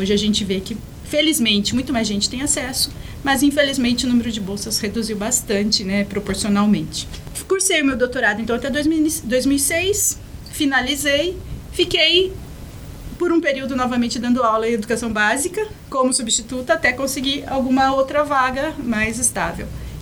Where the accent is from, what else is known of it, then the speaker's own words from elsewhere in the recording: Minas Gerais, Brazil; born there; also born or lived in São Paulo; deixando toda a minha família e amigos no estado de São Paulo e Minas, porque, né, eu nasci em Minas, parte da minha família está lá, mas em São Paulo, então deixei mais uma parte da família e quase todos os meus amigos. Então eu vim para cá em 2007